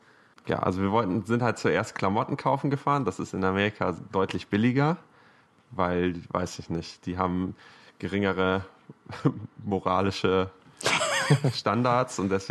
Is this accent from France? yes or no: no; Germany; moved away; jetzt wo ich ja so Auswanderer bin, muss ich als Deutscher ja mir so, wenn ich Deutsch rede, dann immer ganz viel englische Wörter benutzen, weil ich so die deutschen Wörter vergesse.